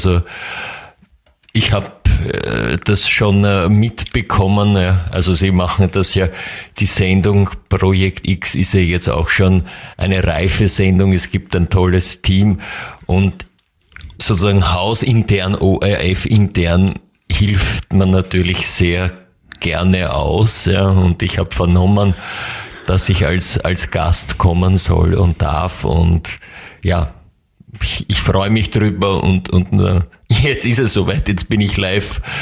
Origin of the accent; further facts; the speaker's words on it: Upper Austria, Austria; aber zu Hause muss ich zugeben, ich komme ja aus Oberösterreich, das hört man jetzt vielleicht nicht mehr so ganz raus.